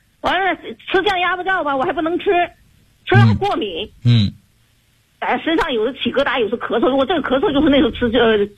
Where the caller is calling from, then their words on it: Guangzhou, Guangdong, China; 我是来自广州市的学员。